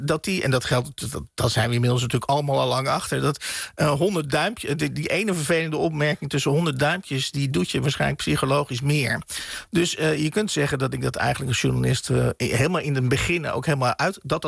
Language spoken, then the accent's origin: Dutch; Oegstgeest, South Holland, Netherlands; Ja, dit brengt mij dus inderdaad terug naar mijn jeugd in Oegstgeest.